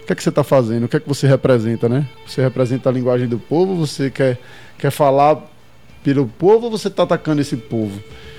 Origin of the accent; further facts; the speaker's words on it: Pernambuco, Brazil; Eu, como um bom pernambucano que sou, eu tenho que pôr um som da gente aqui